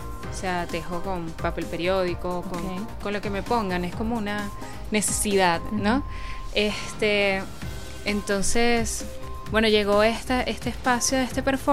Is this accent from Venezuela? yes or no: yes; Caracas, Capital District, Venezuela; also born or lived in Cumaná; Yo soy de Cumaná. Yo nací en el estado Sucre y llego a Caracas como a los 3 años, 3, 4 años.